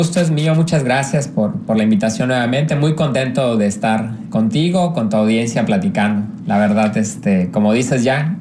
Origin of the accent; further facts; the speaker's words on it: Mexico; Pues creo que todos como mexicanos queremos tranquilidad en todo nuestro país.